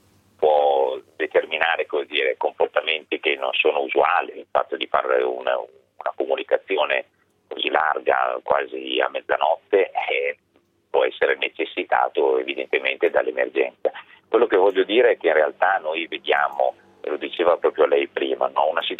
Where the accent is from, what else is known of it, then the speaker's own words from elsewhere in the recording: Bergamo, Lombardy, Italy; Sicuramente sì, sono bergamasco, quindi posso sembrare di parte.